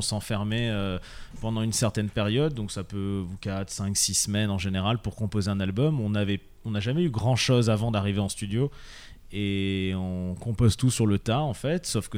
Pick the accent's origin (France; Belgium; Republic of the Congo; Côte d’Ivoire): France; en tant que Français, c'était important aussi